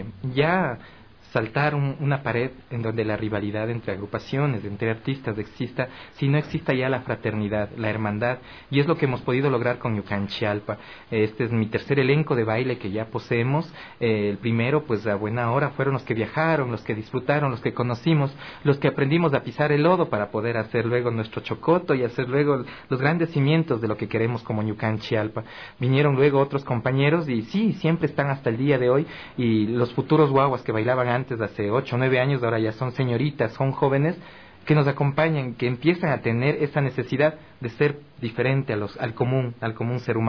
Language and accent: Spanish; Otavalo, Imbabura, Ecuador; Yo provengo de la comunidad de Ilumán, de Otavalo. Papá y mamá pues son criados allá